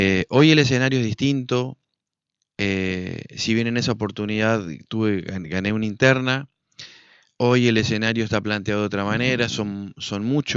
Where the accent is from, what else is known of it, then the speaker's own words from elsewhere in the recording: Argentina; yo, como muchos argentinos, creímos que era la avenida del medio y que era la moderación y que era la esperanza de la Argentina